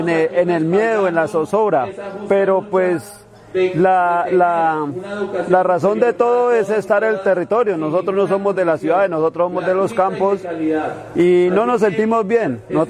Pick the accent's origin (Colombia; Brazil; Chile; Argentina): Colombia; Cauca; vengo del departamento del Cauca.